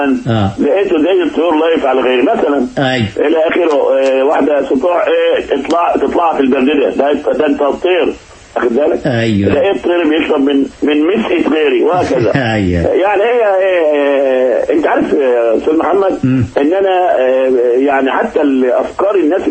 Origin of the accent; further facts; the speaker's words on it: Egypt; الوطن في عينينا دايما كمصريين